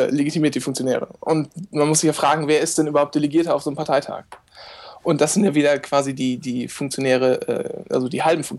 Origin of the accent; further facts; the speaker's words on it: Lower Saxony, Germany; ich komme aus Ostfriesland, muss ich dazu sagen